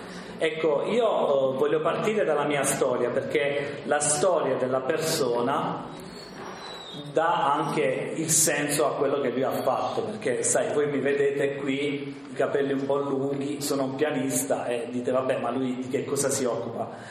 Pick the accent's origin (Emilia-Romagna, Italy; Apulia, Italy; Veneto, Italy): Apulia, Italy; vengo dalla Puglia